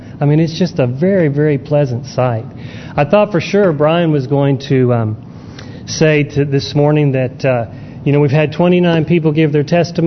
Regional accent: San Diego, California, United States; born there; I was born in California, San Diego.

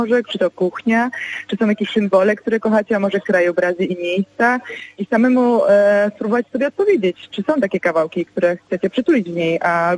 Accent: Łódź, Łódź Voivodeship, Poland; Ja na przykład jestem z Łodzi i mówię na zajezdnię tramwajową albo autobusową Kręcówka, a na bilet miesięczny Migawka.

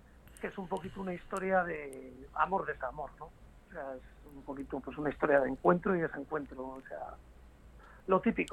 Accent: Santander, Cantabria, Spain; la Sala Escenario Santander, que es en mi tierra, con mis paisanos

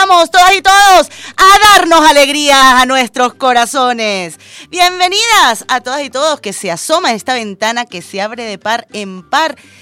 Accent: Venezuela

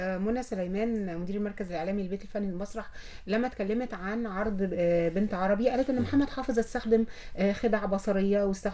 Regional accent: Egypt; أنا شخصيا فخورة بيه يعني كمصرية.

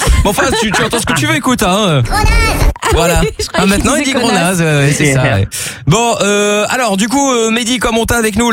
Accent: Belgium; Tof et moi, on est belges.

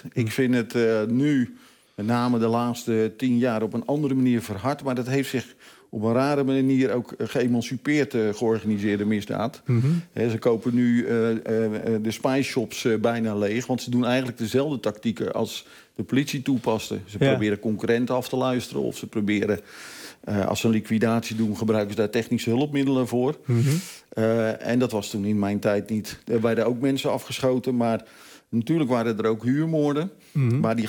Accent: Vlaardingen, South Holland, Netherlands; Ik ben geboren en getogen in Vlaardingen, onder de rook van Rotterdam.

